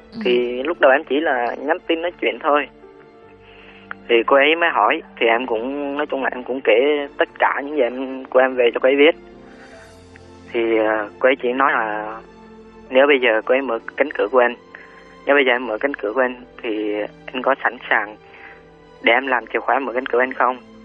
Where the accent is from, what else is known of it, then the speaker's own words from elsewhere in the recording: Ninh Thuận, Vietnam; now in Ho Chi Minh City, Vietnam; Dạ, quê em ở Ninh Thuận.